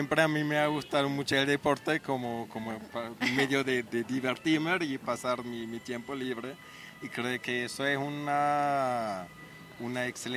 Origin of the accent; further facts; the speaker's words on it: Switzerland; soy de Suiza